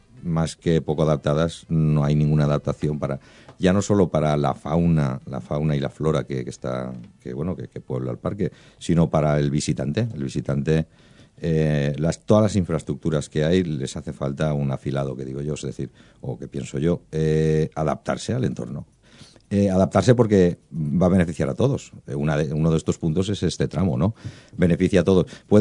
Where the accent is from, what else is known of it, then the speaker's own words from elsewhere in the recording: El Saler, Valencian Community, Spain; Y bueno, pues nace ese pueblo, el pueblo, mi pueblo, el pueblo de todos también